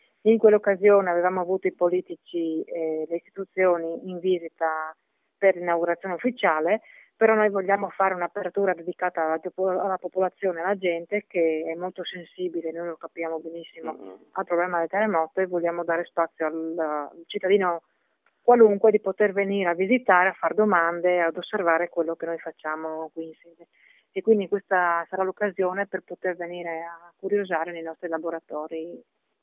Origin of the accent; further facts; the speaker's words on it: Friuli-Venezia Giulia, Italy; Noi come friulani viviamo in un territorio sismico